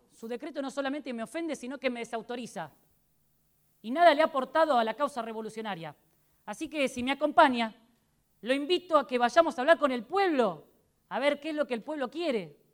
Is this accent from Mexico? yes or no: no; Potosí, Bolivia; Ah, no me diga, así que estuvo en mi ciudad de origen.